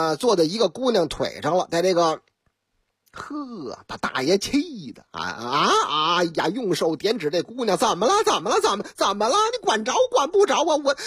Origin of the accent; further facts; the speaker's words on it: Shanghai, China; 你看我老家嘛，哎，俺的老家上海人心就是细